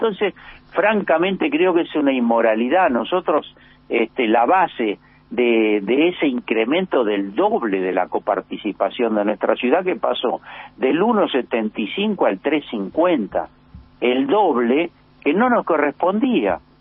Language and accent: Spanish; Buenos Aires, Argentina; los que pagan los impuestos somos los ciudadanos porteños, las ciudadanas porteñas.